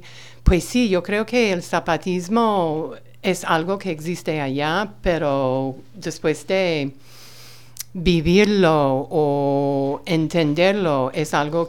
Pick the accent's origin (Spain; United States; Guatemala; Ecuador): United States; moved away; also born or lived in London / Mexico; Yo soy originaria de los Estados Unidos, pero viví una estancia en Londres